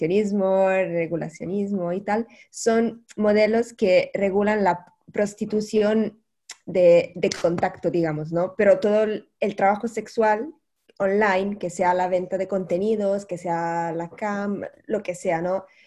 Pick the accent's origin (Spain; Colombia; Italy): Italy; Spanish is a second language; ay, que soy italiana, perdón.